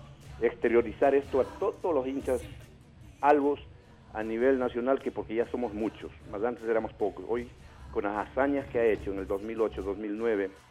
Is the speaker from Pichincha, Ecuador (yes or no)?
yes; Quito, Pichincha, Ecuador; now in Manabí, Ecuador; Les cuento que yo soy de Quito, pero el destino me tiene por acá, por Manabí